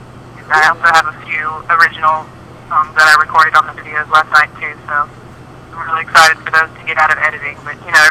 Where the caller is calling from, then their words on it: Austin, Texas, United States; Yes, I am calling you from Austin, Texas.